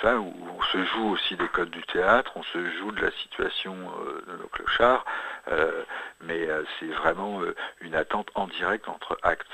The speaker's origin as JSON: {"language": "French", "region": "Grand Est", "country": "France", "said": "Moi, je viens de Lorraine, alors là-bas, on est servi, on en a quelques-unes."}